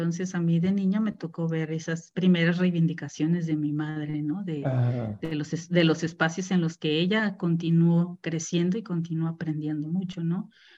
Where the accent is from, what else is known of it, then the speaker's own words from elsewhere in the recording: Mexico City, Mexico; born there; De hecho, mi hermano el mayor y yo nacimos en la Ciudad de México y el ferrocarril nos regresó porque pues a mi madre nunca terminó de gustarle vivir en la Ciudad de México por el clima, por muchas razones.